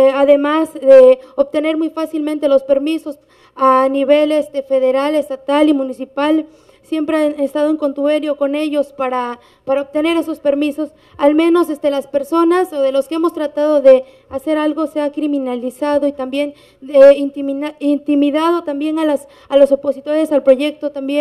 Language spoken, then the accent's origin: Spanish; Veracruz, Mexico; yo soy indígena náhuatl de la Sierra de Songolica, Veracruz